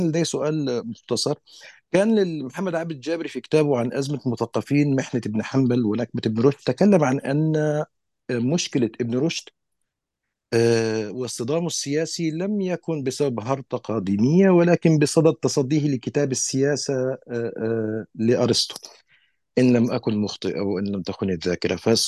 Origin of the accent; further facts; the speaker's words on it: Palestine; يعني إذا كان ثمة شرعية لمتحدث يقول إنه من فلسطين فأنا من فلسطين